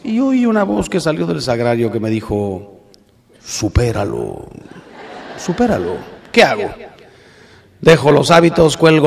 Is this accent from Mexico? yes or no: yes; Mexico; si hace el muro, los que salimos ganando somos los mexicanos.